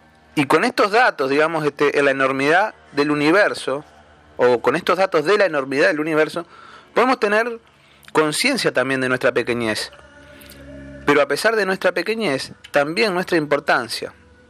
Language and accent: Spanish; Uruguay; En mi país, Uruguay, por ejemplo, hay grandes extensiones de tierra que se pierden en el horizonte.